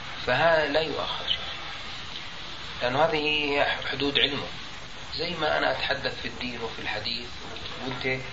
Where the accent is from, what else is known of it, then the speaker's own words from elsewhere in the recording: Jordan; في القانون الطب عندنا في الأردن لا يمنع ذلك